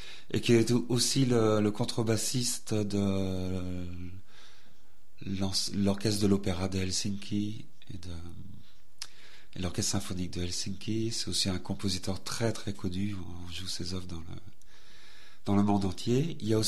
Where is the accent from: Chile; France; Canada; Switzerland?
France; un espagnol, voilà. Je suis français.